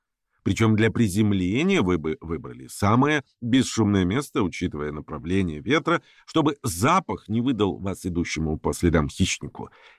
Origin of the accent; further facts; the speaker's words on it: Chukotka Autonomous Okrug, Russia; Мое детство прошло на Чукотке, поэтому в школу я часто ходил полярной ночью, в метели, пронизывающий мороз.